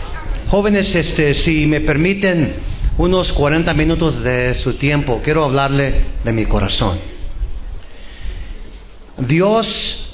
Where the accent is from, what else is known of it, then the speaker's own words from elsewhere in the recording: Texas, United States; siendo hispano, soy mexicano, americano. Nunca tuve el privilegio de nacer en México. Nací en Texas. Soy tejano